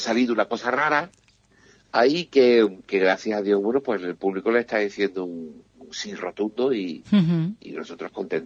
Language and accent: Spanish; Jerez de la Frontera, Andalusia, Spain; now in Benalmádena, Spain; yo soy de Jerez, pero vivo en Benalmádena